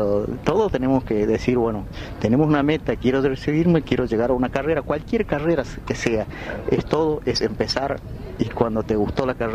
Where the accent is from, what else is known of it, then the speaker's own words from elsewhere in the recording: Villa Bermejito, Chaco, Argentina; yo soy de Paraje El Colchón, jurisdicción de Villa Bermejito.